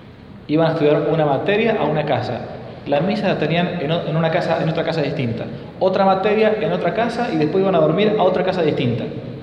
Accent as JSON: {"language": "Spanish", "country": "Argentina", "said": "Yo soy argentino, vivo muchos miles de kilómetros de acá"}